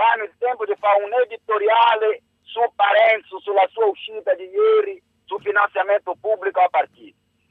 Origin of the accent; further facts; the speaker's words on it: Brazil; Italian is a second language; Sono brasiliano